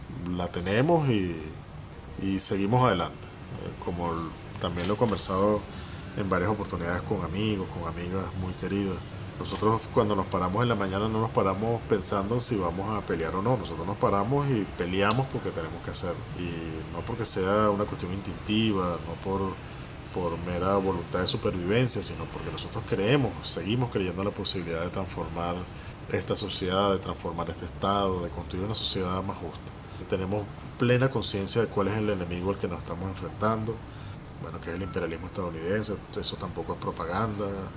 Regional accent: Venezuela; los problemas en última instancia tenemos que resolverlos somos los venezolanos y las venezolanas

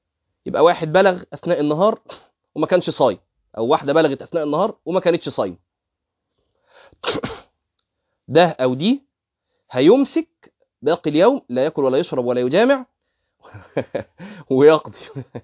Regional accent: Egypt; دي الصوره المشهوره المنتشره عندنا في مصر

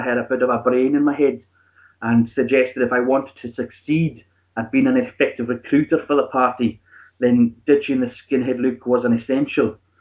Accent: Isle of Lewis, Scotland, United Kingdom; also born or lived in Inverness / Glasgow; I'm originally from the Highlands Islands, as you say, from an island off the northwest coast called the Isle of Lewis, where many a Viking has been before.

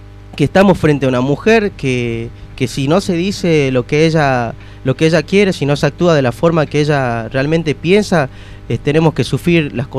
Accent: Jujuy, Argentina; yo, siendo jujeño, lo vivo día a día.

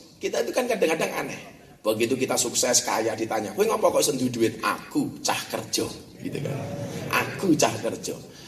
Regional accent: Lampung, Indonesia; born there; saya aslinya Ponorogo, lahir di Lampung. Puja Kesuma lah, putra Jawa kelahiran Sumatera.

